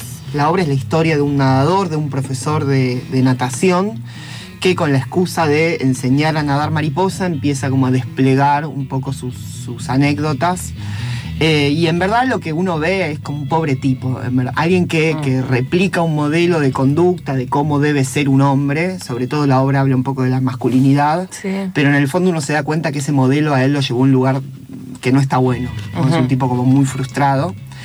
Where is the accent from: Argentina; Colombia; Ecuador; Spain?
Argentina; Mar del Plata, Buenos Aires Province; En Mar del Plata, yo soy Mar del Plata.